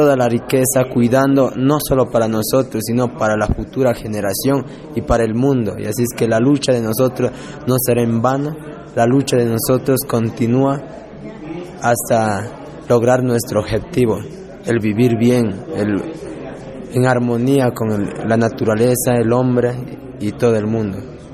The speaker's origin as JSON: {"language": "Spanish", "country": "Ecuador", "said": "que en mi idioma soy Zápara, de Limontaguano, soy comunicador. Bueno, vivimos en el centro sur del Ecuador, en la Amazonía."}